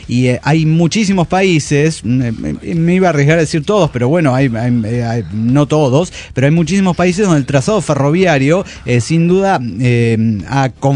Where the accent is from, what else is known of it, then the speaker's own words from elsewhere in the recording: Mexico City, Mexico; del DF mexicano.